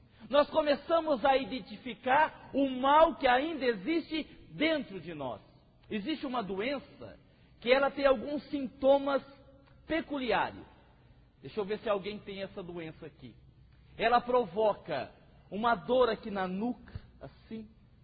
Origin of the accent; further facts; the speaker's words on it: Votuporanga, São Paulo, Brazil; eu sou de Votuporanga.